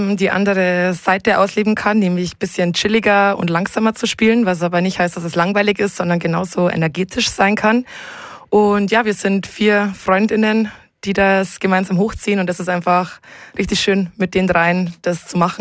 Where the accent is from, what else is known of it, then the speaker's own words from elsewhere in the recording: Landshut, Bavaria, Germany; Das war meine Heimatstadt Landshut